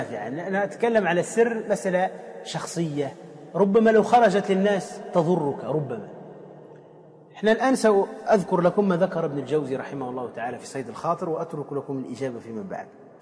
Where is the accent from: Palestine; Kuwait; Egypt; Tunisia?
Tunisia; كما يقال عندنا في تونس كالنكتة